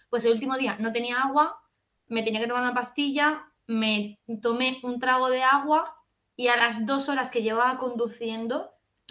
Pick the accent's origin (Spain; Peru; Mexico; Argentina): Spain; Madrid, Community of Madrid; Yo decía, yo soy de Madrid, entendedme. Yo soy de Madrid.